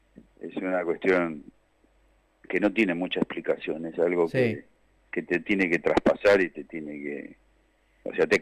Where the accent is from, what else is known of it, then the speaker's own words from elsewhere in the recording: Temperley, Buenos Aires Province, Argentina; now in Mar del Plata, Argentina; yo soy del sur también, yo viví mucho tiempo